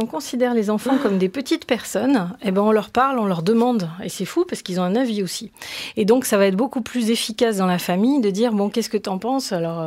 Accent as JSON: {"language": "French", "country": "France", "said": "on n'est pas tellement dans la culture de l'essai, de l'erreur et de se planter en tant que Français."}